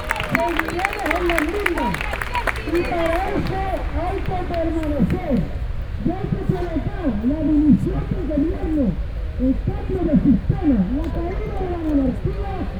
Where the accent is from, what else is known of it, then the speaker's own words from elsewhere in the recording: Extremadura, Spain; vengo de Extremadura.